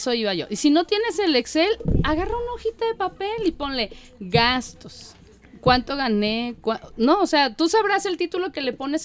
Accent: Mexico; creo que ahí es lo que más nos falla y más como mexicanos.

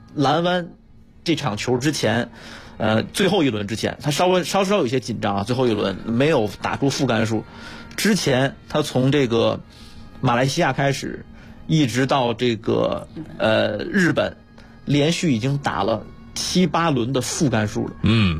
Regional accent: China; 确实是我们中国人能在这项欧美主导的这种传统运动上能拿到世界第一。

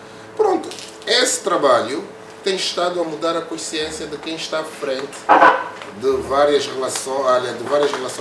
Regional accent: Angola; nós como angolanos temos uma preguiça precoce

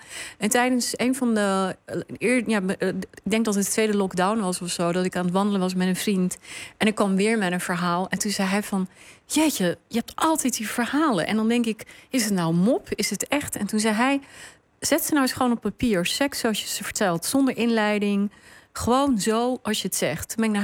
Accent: Netherlands; ik ben ook deel van dit land, ik ben ook Nederlander, ik ook

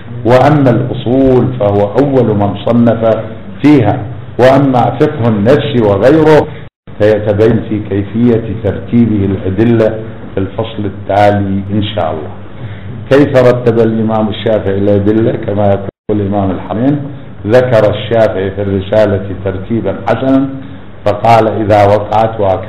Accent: Iraq; طبعا أنتم تعرفون أن احنا عراقيين ناس يعني عندنا موقف

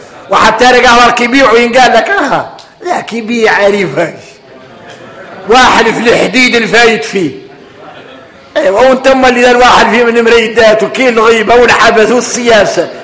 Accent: Mauritania; احنا موريتانية

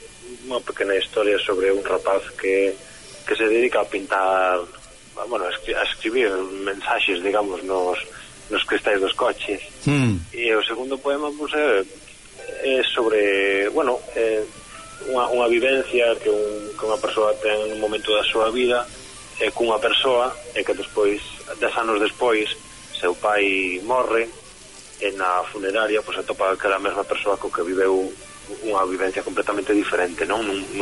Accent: Ferrol, Galicia, Spain; non son da Costa da Morte, Son da zona de Ferrol, que é para, xa máis hacia o este da Coruña, é a Rías Altas, e por aí, tamén é costa da provincia da Coruña, sí. Pero bueno, sí, eu, de feito, agora mesmo estou xa falando desde Ferrol.

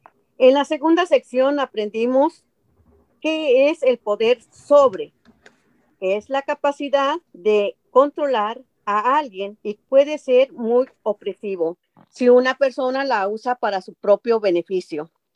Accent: Mexico; now in California, United States; Soy de México. Hace 32 años que llegué a este país. Tengo trabajando 22 años como trabajadora doméstica aquí en el condado de Orange, California.

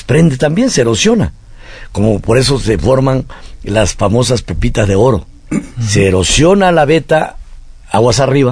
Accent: Arriaga, Chiapas, Mexico; born there; mi tierra en Arriaga, Chiapas

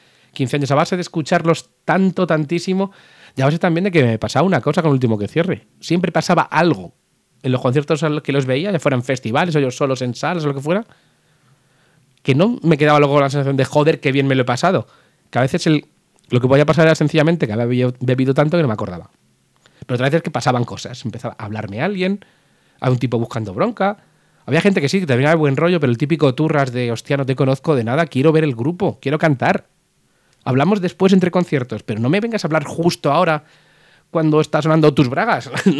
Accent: Pinto, Community of Madrid, Spain; me lo estaría en mi casa, me lo estaría en Pinto, y fue súper, súper guay verles aquí en casa, en mi pueblo, con mis amigos

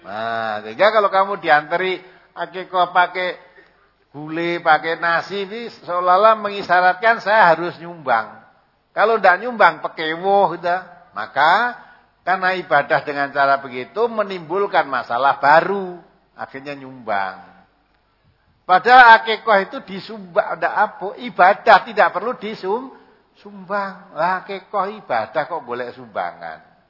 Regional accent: Sumatra, Indonesia; Aku wong Sumatera

